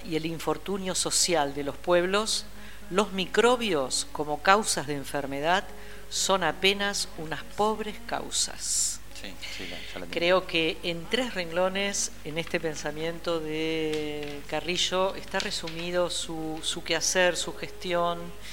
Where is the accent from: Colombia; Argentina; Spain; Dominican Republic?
Argentina; Buenos Aires; que somos todos los porteños